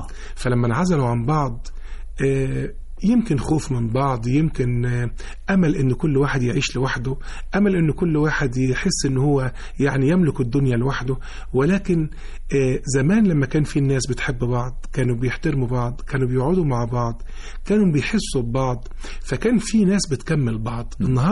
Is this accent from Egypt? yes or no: yes; Mansoura, Dakahlia, Egypt; في مدرسة في المنصورة. وأنا نشأت في المنصورة، مواليد 71. نشأت في مدرسة سيد عبد القادر الأول، وبعدين مدرسة الأيوبية، وبعدين الثانوية العسكرية